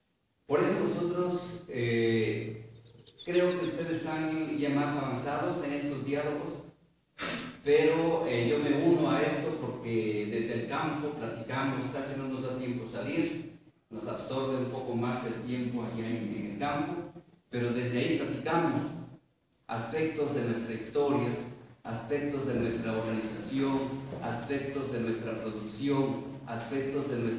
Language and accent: Spanish; Santiago Comaltepec, Oaxaca, Mexico; Soy chinanteco, originario de Santiago Comaltepec, un municipio que pertenece al distrito de Islán en Sierra Juárez, Sierra Norte.